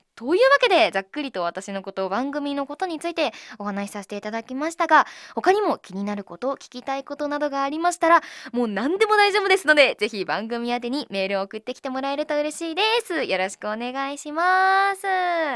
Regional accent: Miyagi, Japan; 私宮城県出身なので宮城弁を挨拶に入れたりしたらいいんじゃないかなということだったんですけど、私住んでたところがもうめちゃめちゃもうだっちゃだっちゃっていう感じで喋るとこじゃなかったんですよ。なのでめちゃめちゃこう、なまってたかって言われるとそうじゃない

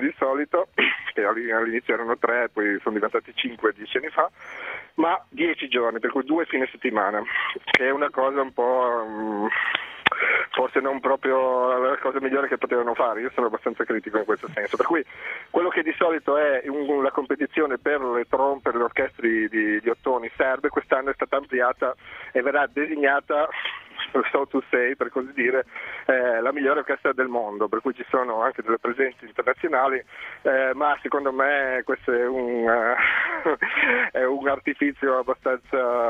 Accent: Friuli-Venezia Giulia, Italy; io sono del Friuli, un paesino come tanti del Friuli, come il mio

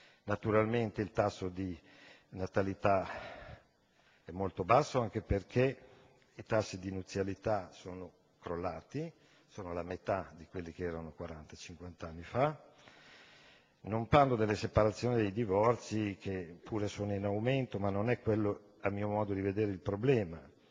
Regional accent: Bologna, Emilia-Romagna, Italy; io vengo dalla città di Bologna

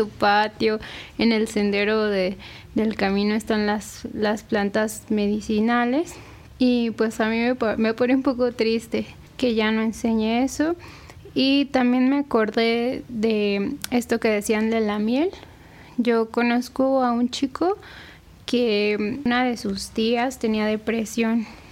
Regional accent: Mexico City, Mexico; Yo crecí en Coajimalpa, aquí en la Ciudad de México, es en la zona poniente, y pues siempre hace mucho frío allá, hay mucho bosque, hay mucha agua, montañas, ¿no? Lugares que son muy húmedos y fríos.

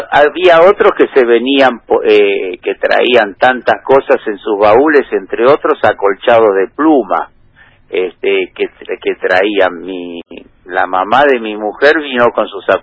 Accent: Buenos Aires, Argentina; born there; obviamente nací acá, yo nací en Colegiales.

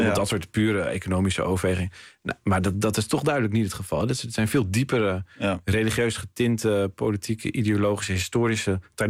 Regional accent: Haarlem, North Holland, Netherlands; Ik kwam zelf van Haarlem

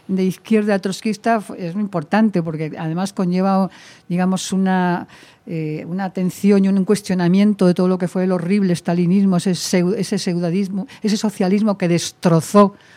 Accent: Valencia, Valencian Community, Spain; born there; nací en Valencia porque mi padre estaba destinado como catedrático allí

